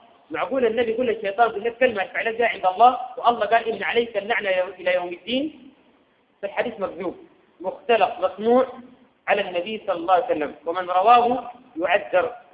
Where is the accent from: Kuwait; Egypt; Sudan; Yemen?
Sudan; لكن تخفيفها بيوم معين كما عندنا في السودان